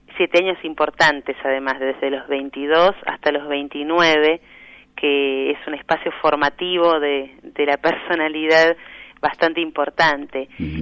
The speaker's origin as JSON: {"language": "Spanish", "region": "Buenos Aires", "country": "Argentina", "said": "hace 4 años que resido formalmente en Buenos Aires, ¿no?, de nuevo. Así que ya me considero otra vez hecha al barrio de Constitución, de donde soy, y muy contenta con esta vuelta."}